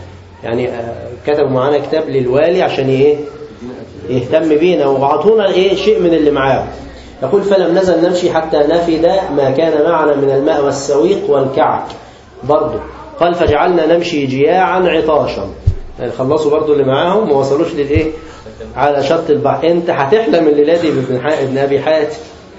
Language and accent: Arabic; Egypt; الكوسة دي عندنا في مصر